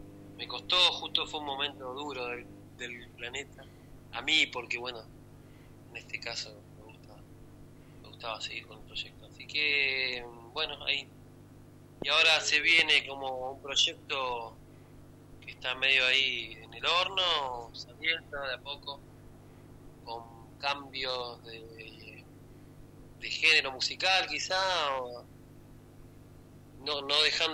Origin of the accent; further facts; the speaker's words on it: Claypole, Buenos Aires Province, Argentina; que es de mi pueblo, de mi localidad, Claypole.